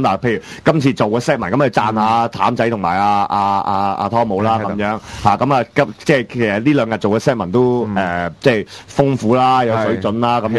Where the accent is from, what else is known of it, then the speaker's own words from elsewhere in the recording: Hong Kong; 不過我哋作為香港人冇辦法，只能夠就係中港區隔嘅啫